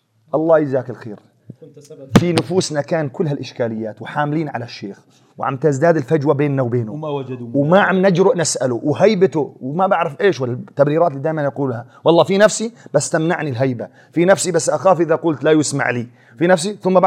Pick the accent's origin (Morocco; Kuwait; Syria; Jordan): Syria; قلت أنا جايك من سوريا من بلاد الشام إلى الرياض.